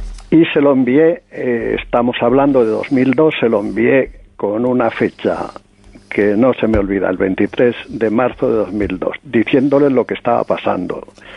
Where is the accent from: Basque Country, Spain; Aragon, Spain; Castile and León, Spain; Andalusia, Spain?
Castile and León, Spain; Ávila; now in Madrid, Spain; porque yo soy de Ávila, de la diócesis de Ávila, y al o los obispos de Madrid, porque estoy en Madrid.